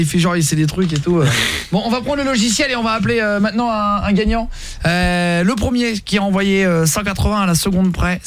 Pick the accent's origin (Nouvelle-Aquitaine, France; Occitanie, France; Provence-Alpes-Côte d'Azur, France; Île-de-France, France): Occitanie, France; Le Barcarès; Je suis de Barcarès